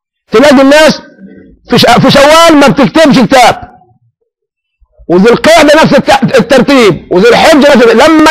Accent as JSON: {"language": "Arabic", "country": "Egypt", "said": "احنا عندنا في مصر بنخشب ونحط سجد بوص"}